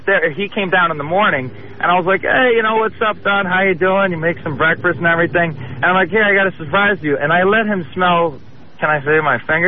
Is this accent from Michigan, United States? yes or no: no; Long Island, New York, United States; now in Los Angeles, United States; Yeah, I'm actually from Long Island, so it's good to listen to you out here.